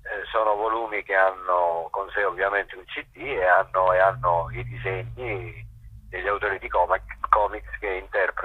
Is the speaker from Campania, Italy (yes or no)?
yes; Naples, Campania, Italy; Io sono napoletano, abbiamo già perso lo scudetto